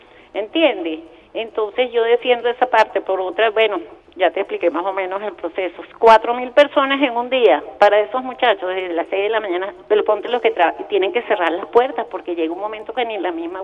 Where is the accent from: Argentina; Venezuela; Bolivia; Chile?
Venezuela; yo también soy venezolana